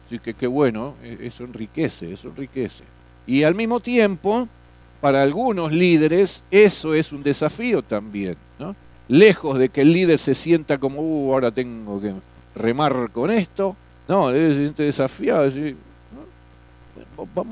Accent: Florencio Varela, Buenos Aires Province, Argentina; No, somos de Florencio Varela.

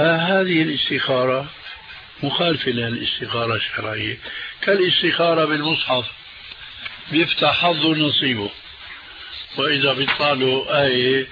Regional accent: Damascus, Damascus Governorate, Syria; هذه كانت تستعمل عندنا في دمشق،

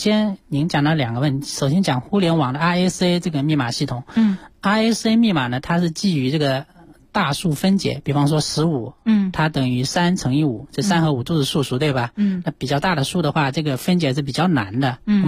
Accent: China; 就咱们中国有个叫勾股定，但实际上我们中国人在古代是没有证明勾股定理的

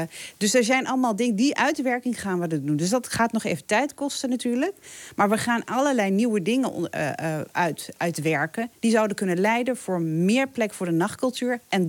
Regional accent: Winterswijk, Gelderland, Netherlands; also born or lived in Morocco; ik ben zelf een achterhoeker, zeg maar. Ik ben in Marokko geboren. Maar ik heb, ben opgegroeid in Winterswijk.

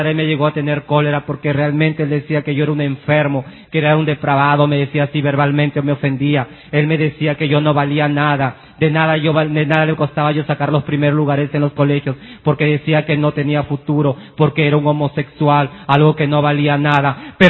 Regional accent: La Victoria, Lima, Peru; Soy del distrito de La Victoria.

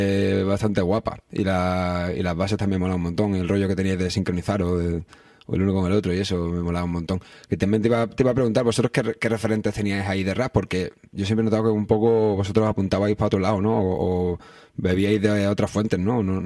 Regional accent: Antequera, Andalusia, Spain; now in Granada, Spain; yo llevo en Granada una pila de años, pero yo soy de Antequera, de un pueblo de Málaga.

